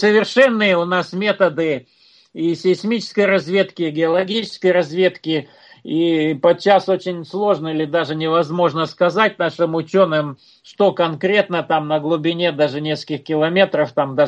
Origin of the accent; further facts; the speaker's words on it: Ural, Russia; я вот сам родом с Урала